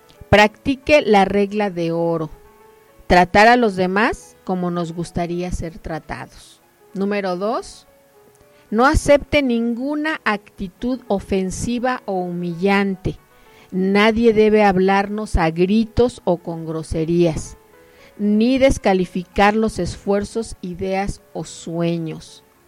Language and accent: Spanish; Mexico; cuáles son nuestras obligaciones como mexicanos